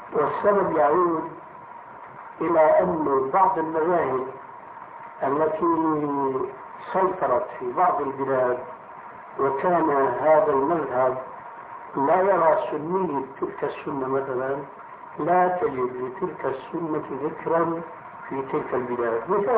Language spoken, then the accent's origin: Arabic; Damascus, Damascus Governorate, Syria; هناك عندنا في دمشق المسجد الأموي في 4 محاريب